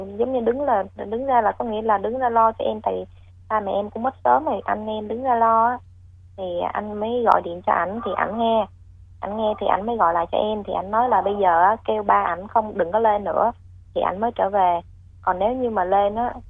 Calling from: Ho Chi Minh City, Vietnam; Dạ, em gọi tới từ quận 12 chị.

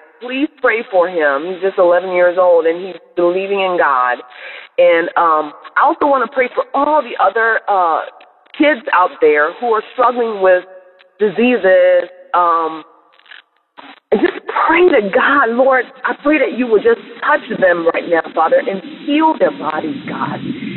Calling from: Charlotte, North Carolina, United States; Good morning, Dabbers. I am calling from Charlotte, North Carolina.

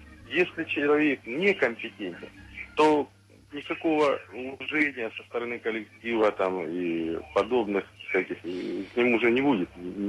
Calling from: Taganrog, Rostov Oblast, Russia; Я из Таганрога звоню.

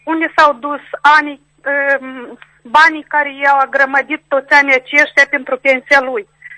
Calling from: Strășeni, Strășeni District, Moldova; din Strășeni.

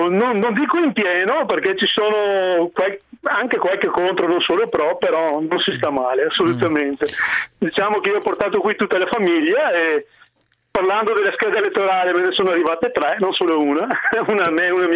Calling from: Christchurch, Canterbury, New Zealand; No, siamo nell'isola del sud della Nuova Zelanda

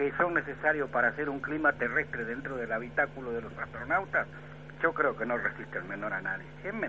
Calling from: San Cristóbal, Argentina; de San Cristóbal.

